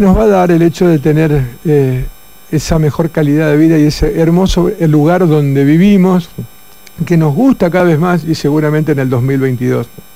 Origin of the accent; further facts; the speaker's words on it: Coronda, Santa Fe, Argentina; Porque nosotros cuando salimos de Coronda, hablamos de Coronda con el pecho ancho, porque tenemos una ciudad hermosa.